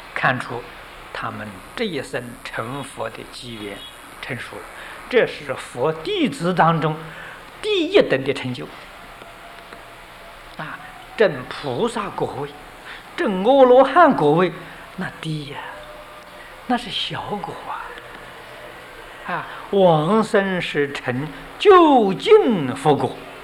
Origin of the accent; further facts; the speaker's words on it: China; 我们中国人对于乞食是讨饭的，这是我们中国人呢最瞧不起的啊。